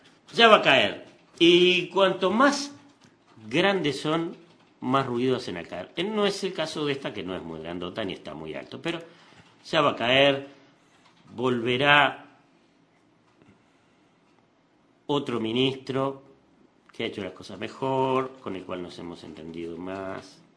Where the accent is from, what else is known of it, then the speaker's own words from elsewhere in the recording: Uruguay; Porque yo también soy uruguayo.